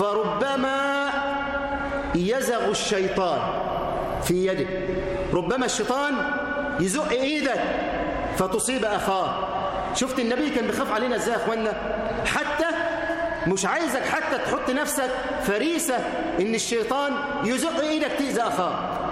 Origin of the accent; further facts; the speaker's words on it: Egypt; اللهم اجعل بلدنا مصر أمنا أمانا سخاء رخاء